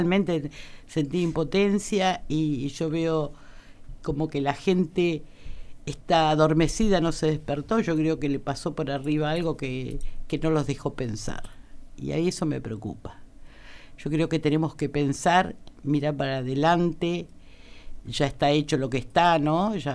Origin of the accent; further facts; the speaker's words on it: Pellegrini, Buenos Aires Province, Argentina; Y era salir a la radio de mi pueblo, que era de Pellegrino